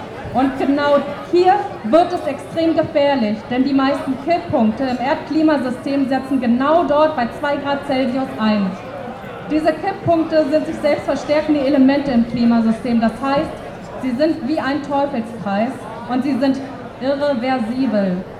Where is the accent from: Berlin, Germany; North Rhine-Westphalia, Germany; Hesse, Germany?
Berlin, Germany; Ich wünschte, ich hätte so eine coole Nachbarschaft, aber ich komme aus Lichtenberg.